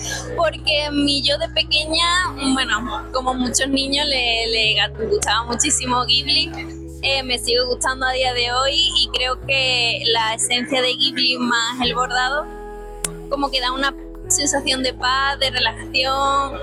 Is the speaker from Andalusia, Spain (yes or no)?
yes; Seville, Andalusia, Spain; soy de Sevilla.